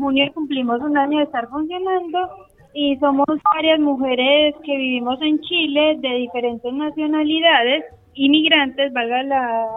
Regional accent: Colombia; yo soy colombiana y tengo que cargar con el cuestionamiento constante de ser colombiana

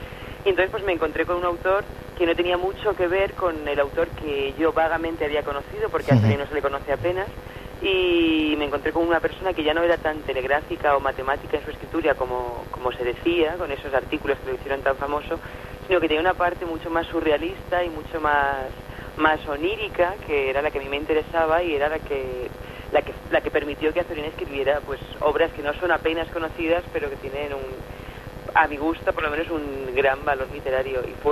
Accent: Albacete, Castilla-La Mancha, Spain; now in Madrid, Spain; Yo soy de Albacete, pero llevo viviendo fuera de Albacete, en uh-huh. Madrid, mucho tiempo.

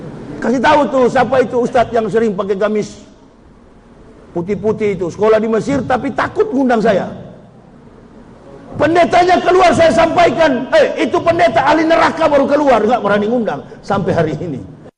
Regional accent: Manado, North Sulawesi, Indonesia; Manado, kampung halaman saya, belum saya masuk Islam, Manado itu 0,18% umat Islamnya.

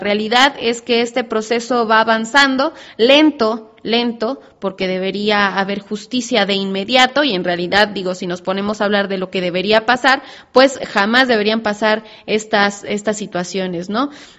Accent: Mexico; de nuestra responsabilidad como mexicanos, como mexicanas

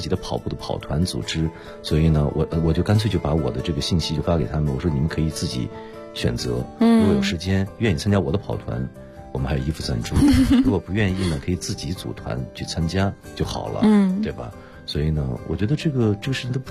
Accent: Shihezi, Xinjiang, China; 因为我是新疆的，新疆人，我们家在兵团石河子，所以从地理位置上来说，就是西北的偏北方的位置啊

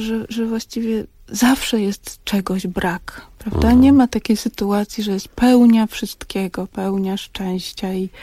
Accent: Pabianice, Łódź Voivodeship, Poland; wśród których też się wychowałam, bo ja pochodzę z Pabianic

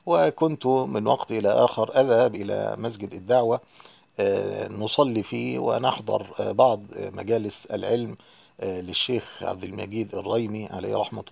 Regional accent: Egypt; also born or lived in Yemen; عندنا في مصر

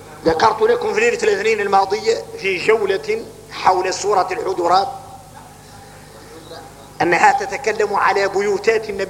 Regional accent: Mauritania; وعادوا احنا موريتاني يجي الواحد منا ساجد ويقول له هذا محل سجدة

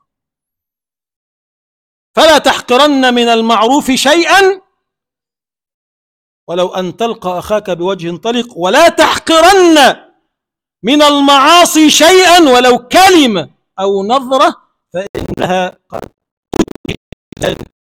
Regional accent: Egypt; اللهم اجعل بلدنا مصر بلدا آمنا مطمئنا سخاء رخاء

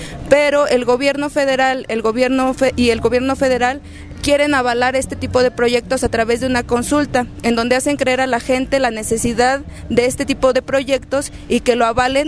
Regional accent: Tepoztlán, Morelos, Mexico; vengo de Tepoztlán, Morelos, y soy parte del Frente Juvenil en Defensa de Tepoztlán.

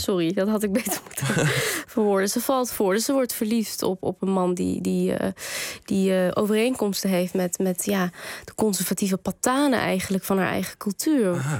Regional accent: Kabul, Afghanistan; Ik kom uit Kabul, ja, uit Afghanistan.

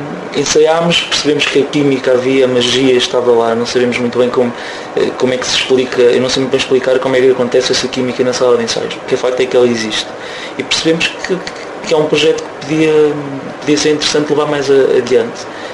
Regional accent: Marinha Grande, Leiria, Portugal; eu sou da Marinha Grande e algumas pessoas são de Leiria dentro da banda

